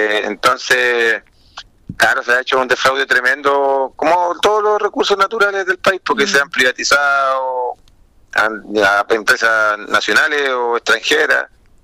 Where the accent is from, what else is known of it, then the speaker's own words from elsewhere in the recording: Quintero, Valparaíso, Chile; Yo soy de Quintero